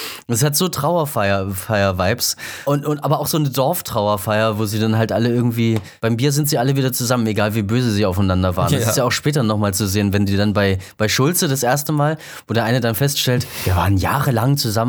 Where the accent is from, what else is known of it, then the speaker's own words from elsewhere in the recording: Leipzig, Saxony, Germany; ich bin halt in Leipzig aufgewachsen und dann ist man da irgendwie so ein bisschen rumgekommen